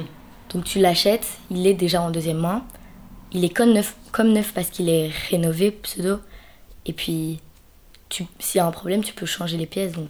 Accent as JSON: {"language": "French", "country": "Belgium", "said": "j'ai 13 ans, je suis originaire de Belgique, voilà."}